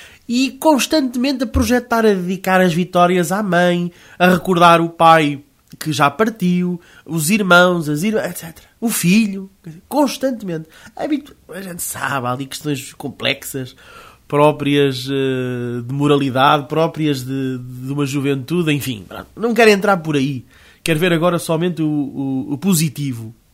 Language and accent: Portuguese; Portugal; Eu confesso-vos, como português, né, e eu sou patriota